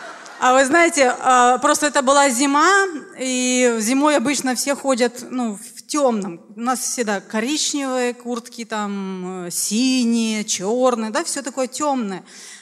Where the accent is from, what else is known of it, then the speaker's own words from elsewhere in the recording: Riga, Latvia; просто общалась, что я из города Риги, да, вот верующий.